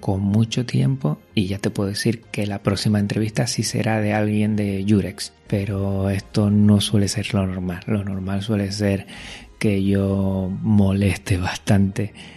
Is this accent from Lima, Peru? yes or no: yes; Lima, Peru; Qué bueno tenerlo aquí en mi tierra, Lima, Perú.